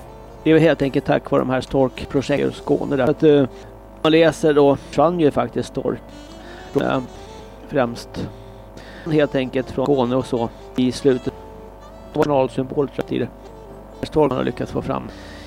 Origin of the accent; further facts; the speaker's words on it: Australia; Swedish is a second language; now in Sweden; Ja, jag kommer från Australien.